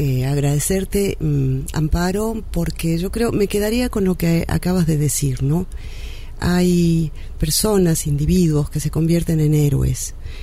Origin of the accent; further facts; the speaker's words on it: Argentina; soy locutora nacional argentina.